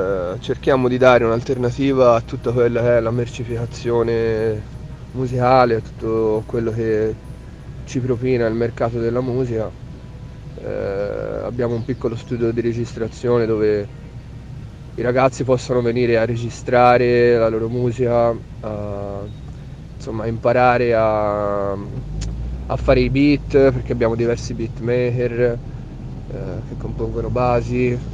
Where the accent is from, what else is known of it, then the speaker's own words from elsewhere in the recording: Florence, Tuscany, Italy; vengo da Firenze, dalla periferia nord, e niente, faccio rap da quando ho 15-16 anni.